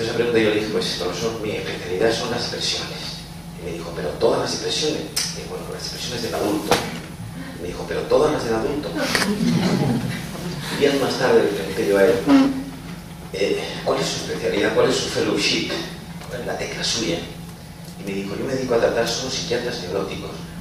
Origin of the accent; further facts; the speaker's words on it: Andalusia, Spain; now in Madrid, Spain; yo soy andaluz, aunque yo llevo media vida en Madrid